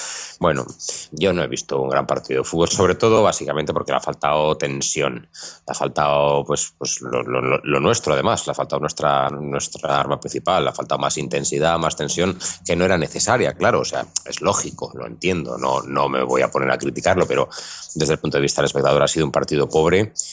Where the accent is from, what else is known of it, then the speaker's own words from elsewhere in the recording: Zaragoza, Aragon, Spain; Pues, yo, como soy de Zaragoza, me acuerdo porque yo vi un partido